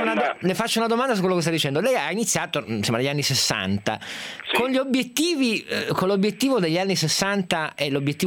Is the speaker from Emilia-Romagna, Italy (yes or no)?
no; Turin, Piedmont, Italy; io vengo da Torino